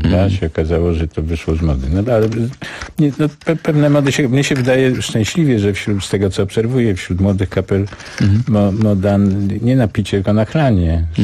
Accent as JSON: {"language": "Polish", "region": "Lesser Poland", "country": "Poland", "said": "bo sam jestem z Małopolski."}